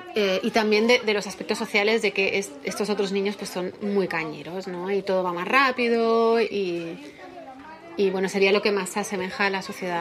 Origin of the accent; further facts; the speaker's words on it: Denmark; Bueno, yo soy de Dinamarca, pero Laponia no, Laponia está varios países más arriba.